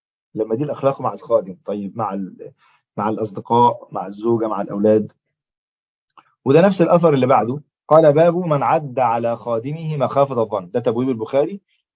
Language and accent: Arabic; Egypt; عشان زي أول مثل عندنا في مصر مشهور